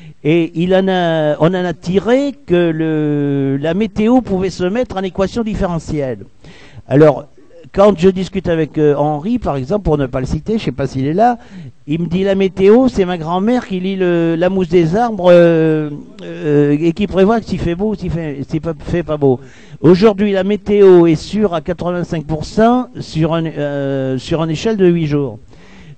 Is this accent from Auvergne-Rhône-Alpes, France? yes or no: no; Nouvelle-Aquitaine, France; J'étais en 44 dans mon bled, qui se trouve à l'intersection de la Nationale 704 et de la rivière Dordogne.